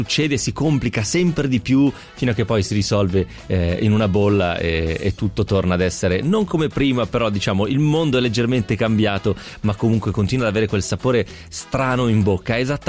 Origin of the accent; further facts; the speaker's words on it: Piedmont, Italy; Io sono piemontese, devo chiedere scusa a tutti i veneti per l'accento che ho usato